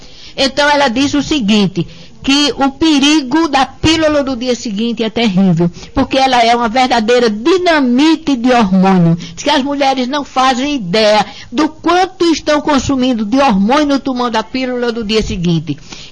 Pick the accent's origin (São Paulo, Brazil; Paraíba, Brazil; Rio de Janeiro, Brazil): Paraíba, Brazil; Patos; Eu sou de Patos e meu marido é de Pombal.